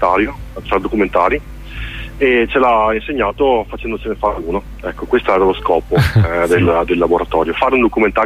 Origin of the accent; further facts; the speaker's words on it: Veneto, Italy; Io da Veneto